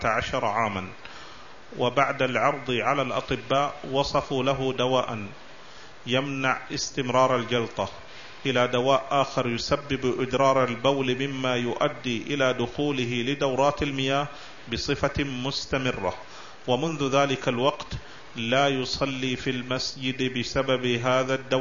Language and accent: Arabic; Algeria; علما أن النساء عندنا في الجزائر يخرجن متعطرات